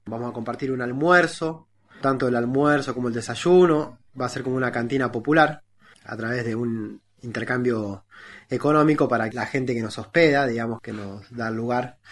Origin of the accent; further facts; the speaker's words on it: Cosquín, Córdoba, Argentina; soy de Cosquín y desde aquí estamos organizando el cuarto encuentro de la economía solidaria